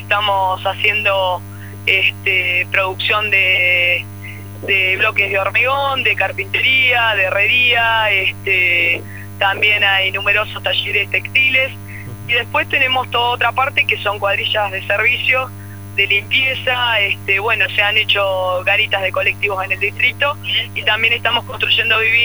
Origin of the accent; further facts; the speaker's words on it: Argentina; somos parte de la Argentina olvidada, y bueno, conformamos también parte de esa cifra que hoy se muestra fríamente en números, pero que representa la realidad de millones de argentinos.